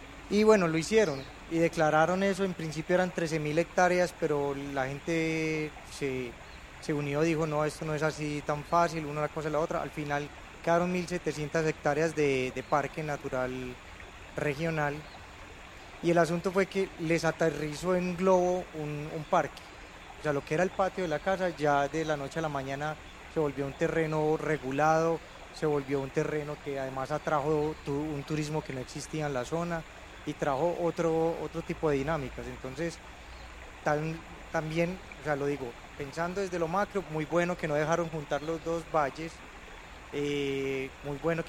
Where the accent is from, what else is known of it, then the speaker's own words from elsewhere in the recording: Medellín, Antioquia, Colombia; vengo de Medellín, y en Medellín me tocó ver suceder varios asuntos relacionados como con la protección de áreas